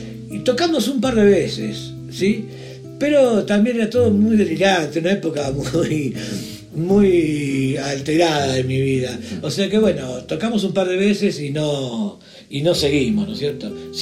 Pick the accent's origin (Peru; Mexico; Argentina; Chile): Argentina; Y acá, bueno, por eso digo, acá por lo menos soy argentino